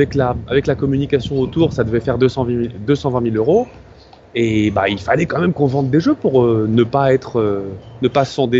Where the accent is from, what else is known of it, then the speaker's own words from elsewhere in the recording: France; parce que ils sont français, on est français